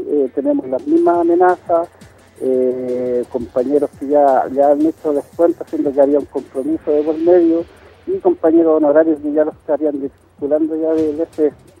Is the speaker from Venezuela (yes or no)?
no; Puerto Rico; yo soy puertorriqueño, mi familia se viene de acá, mis vecinos